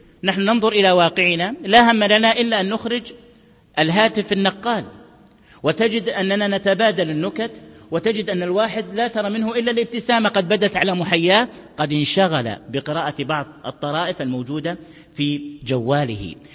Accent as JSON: {"language": "Arabic", "country": "Egypt", "said": "ماذا عن كتب الترجمة عندنا في مصر أيها الأحبة؟"}